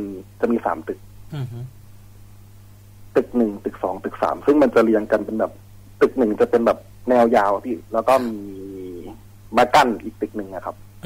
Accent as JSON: {"language": "Thai", "region": "Khon Kaen", "country": "Thailand", "lives_now": "Bangkok, Thailand", "said": "เป็นคนขอนแก่นครับ"}